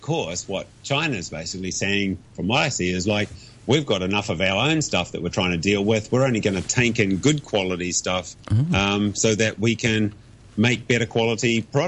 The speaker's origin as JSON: {"language": "English", "country": "New Zealand", "lives_now": "Hong Kong", "said": "No drinkies this week, but can I do a sly promotion as a Kiwi?"}